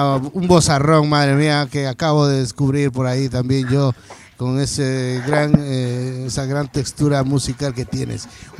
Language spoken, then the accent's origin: Spanish; Catamayo, Loja, Ecuador; yo soy de Loja, de un pueblito que se llama Catamayo, La Toma, más conocida, pues...